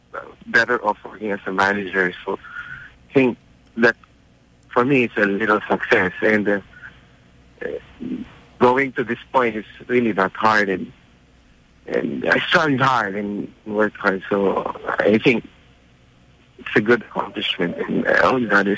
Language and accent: English; Cagayan Valley, Philippines; I came from Quirino province in northern Philippines, northern Luzon, if you know that place.